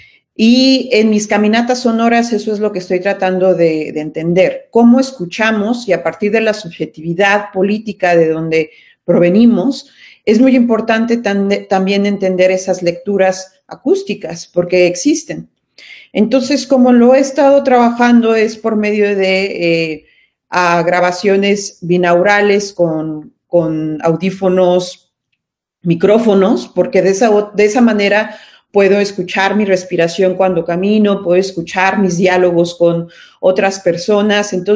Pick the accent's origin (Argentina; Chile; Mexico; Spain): Mexico; Mexico City; en la Ciudad de México, por ejemplo, de donde yo vengo